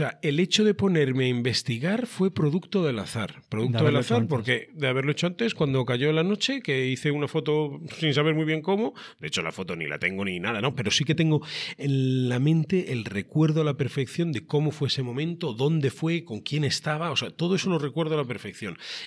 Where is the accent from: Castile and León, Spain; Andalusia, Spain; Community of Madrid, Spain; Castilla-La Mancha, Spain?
Castilla-La Mancha, Spain; Cuenca; en las casas colgadas de Cuenca. Yo soy de Cuenca, ¿no?